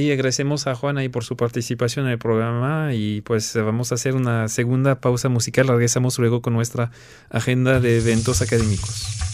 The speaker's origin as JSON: {"language": "Spanish", "country": "France", "said": "Como saben, pues yo soy francés y pues son mis raíces también. Tengo raíces mexicanas, pero las raíces maternas de la patria a veces pegan más."}